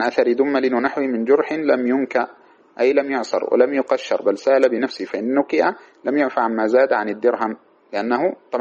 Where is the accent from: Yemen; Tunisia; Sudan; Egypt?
Sudan; بسموه عندنا في السودان السايف